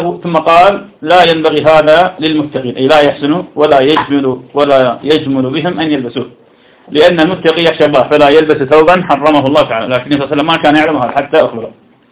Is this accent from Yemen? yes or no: no; Iraq; يعني تسأل عندنا في العراق شخص اسمه عبد القادر العامي